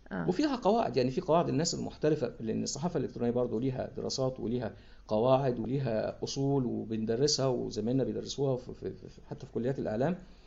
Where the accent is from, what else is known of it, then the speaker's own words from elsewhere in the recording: Egypt; وفي اللي حصل عندنا في مصر